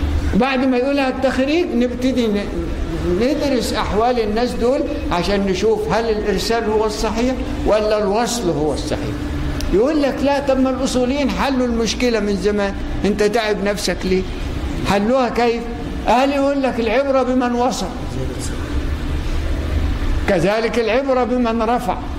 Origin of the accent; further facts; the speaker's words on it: Egypt; ان احنا ناس كمصريين